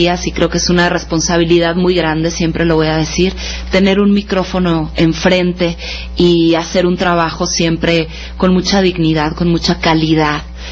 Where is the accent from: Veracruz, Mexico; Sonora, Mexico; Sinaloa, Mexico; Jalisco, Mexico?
Sinaloa, Mexico; Culiacán; hermano de mi mamá, con el que crecí en Culiacán, Sinaloa